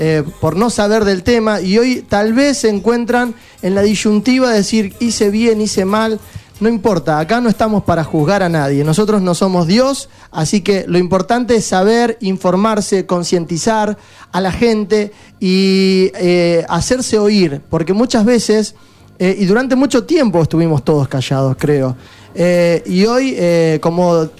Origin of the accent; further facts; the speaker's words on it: Argentina; lo peor que nos puede pasar como argentinos es caer en la división.